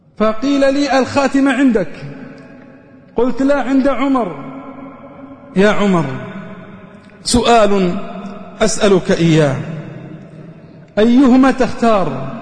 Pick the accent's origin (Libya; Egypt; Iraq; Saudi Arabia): Saudi Arabia; Riyadh, Riyadh Province; كنت في مستشفى النقاهة عندنا في الرياض